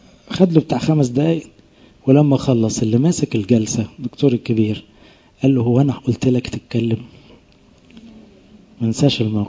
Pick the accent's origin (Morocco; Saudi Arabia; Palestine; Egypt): Egypt; احنا اغلبنا كمصريين فينا الطبع ده